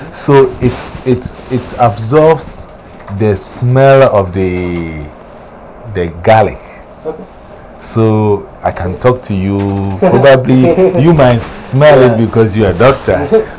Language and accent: English; Ghana; moved away; ever since I came from Ghana, the closest I have drank was it's juice.